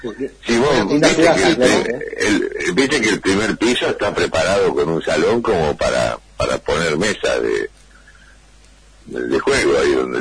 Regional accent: Dolores, Buenos Aires Province, Argentina; Y yo soy oriundo de Dolores, de donde está la cabecera de la departamental.

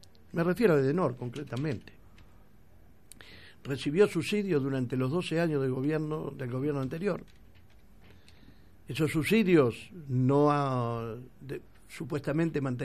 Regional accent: Argentina; ¿Somos estúpidos los argentinos o no?

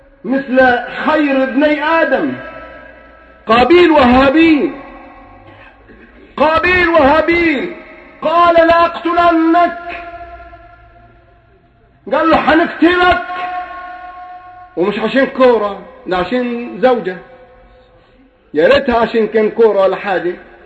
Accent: Egypt; انا بتكلم بكل صراحه يا اخوان صرفا عن اني مصري ولا غير مصري

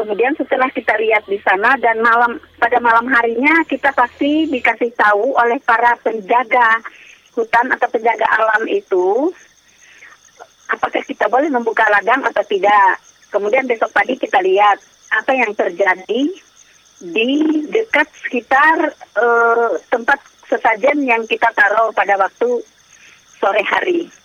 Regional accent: Central Kalimantan, Indonesia; dari Provinsi Kalimantan Tengah, Kabupaten Barito Timur. Saya juga sebagai petani, peladang, peladang ilir balik. Kami orang Dayak

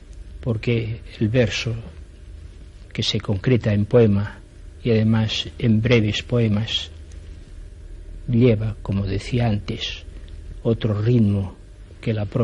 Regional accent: Catalonia, Spain; first language Catalan; Spanish is a second language; Yo estoy absolutamente dedicado a mi pueblo catalán, a mi nación catalana, a mi lengua y a mi cultura.

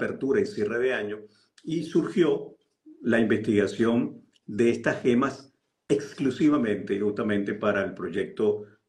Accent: Venezuela; Ahora me toca ir a mi país de origen, justamente, que es Venezuela.

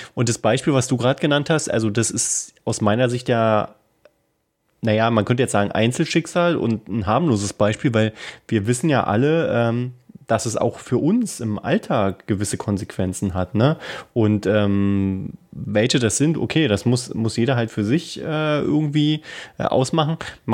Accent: Berlin, Germany; das kennen wir ja als Berliner

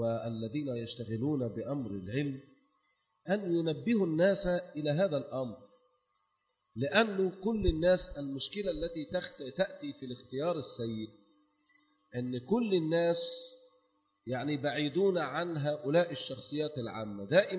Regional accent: Egypt; احنا بنقول يعني عندنا في مصر مثل زائد يقول احنا بنختار احسن الوحشين

